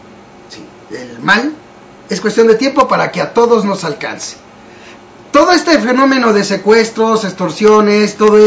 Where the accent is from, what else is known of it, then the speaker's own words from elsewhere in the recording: Mexico; el resto, que somos los mexicanos que financiamos, a final de cuentas, el gobierno